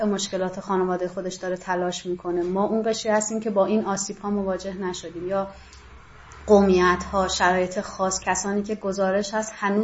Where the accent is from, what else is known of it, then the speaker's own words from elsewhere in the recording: Iran; born there; من در جمهوری اسلامی به دنیا اومدم